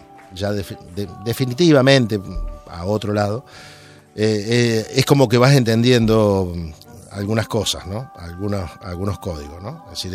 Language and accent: Spanish; Santa Fe, Argentina; yo soy de Santa Fe y parece como fuera la cerveza, yo soy de Santa Fe